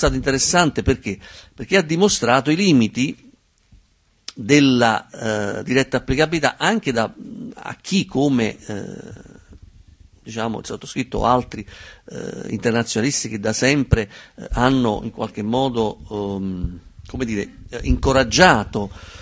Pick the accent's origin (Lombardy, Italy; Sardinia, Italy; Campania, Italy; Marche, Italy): Campania, Italy; Naples; io vengo da Napoli